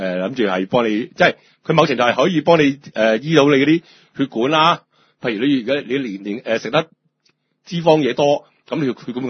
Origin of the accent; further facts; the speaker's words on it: China; 我哋中國人真係好撚奇怪呀。